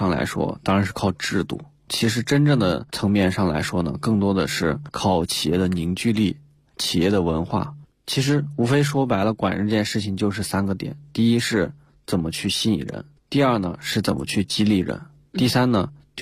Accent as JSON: {"language": "Chinese", "town": "Hanzhong", "region": "Shaanxi", "country": "China", "tie": "born or raised there", "said": "对，那是我的老家。"}